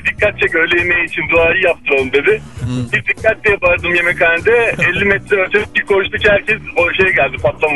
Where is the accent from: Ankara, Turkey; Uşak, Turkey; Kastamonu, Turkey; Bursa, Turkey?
Uşak, Turkey; Ben Uşaklıyım.